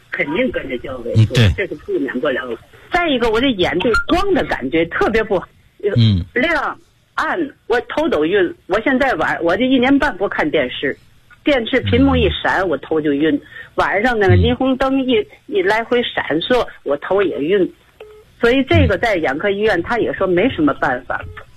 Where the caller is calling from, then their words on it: Tianjin, China; 我是天津的一个会员。